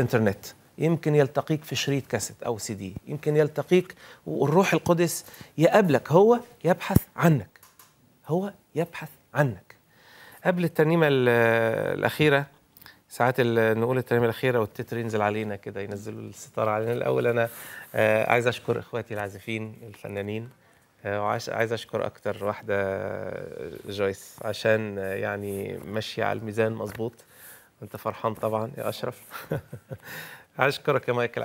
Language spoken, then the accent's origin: Arabic; Sohag, Sohag Governorate, Egypt; أنا كنت من سوهاج لإسماعيلية